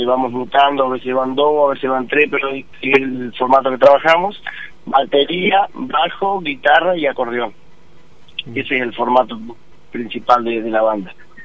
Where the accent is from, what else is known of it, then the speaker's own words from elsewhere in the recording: Aldea San Antonio, Entre Ríos, Argentina; now in Gualeguaychú, Argentina; nosotros somos de Aldea San Antonio, departamento Gualeguaychú, Entre Ríos.